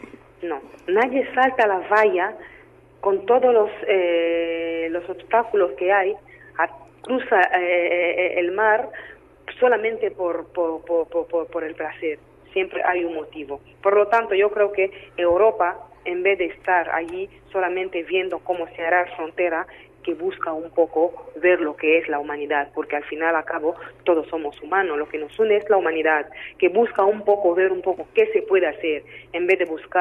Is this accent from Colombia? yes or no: no; DR Congo; Spanish is a second language; now in Spain; soy de la República Democrática del Congo.